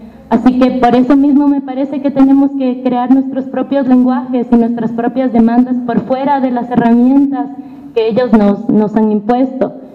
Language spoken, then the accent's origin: Spanish; Quito, Pichincha, Ecuador; hemos hecho en Quito, que es de donde vengo yo